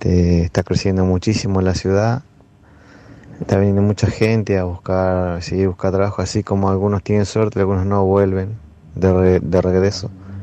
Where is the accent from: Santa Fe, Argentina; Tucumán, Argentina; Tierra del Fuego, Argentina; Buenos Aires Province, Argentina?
Tierra del Fuego, Argentina; Ushuaia; soy nacido y criado acá en Ushuaia.